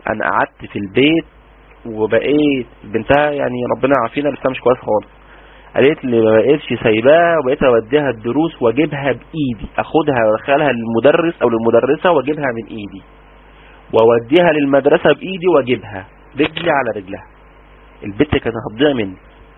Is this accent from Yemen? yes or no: no; Egypt; أولى إعدادي ده عندنا في مصر يعني 14، يعني 12 سنة